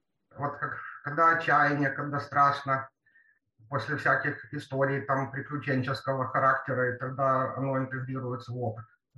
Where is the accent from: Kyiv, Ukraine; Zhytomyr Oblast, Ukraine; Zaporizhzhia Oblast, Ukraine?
Kyiv, Ukraine; Потом я киевлянка.